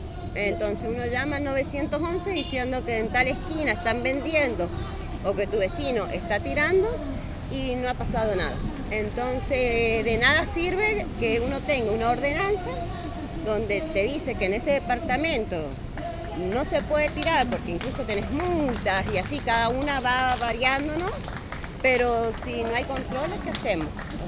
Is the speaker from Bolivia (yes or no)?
no; Angaco, San Juan, Argentina; yo soy de Angaco. En Angaco nosotros hemos presentado un proyecto.